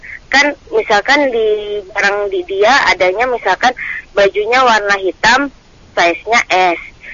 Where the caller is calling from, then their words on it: West Kalimantan, Indonesia; Di Kalimantan Barat.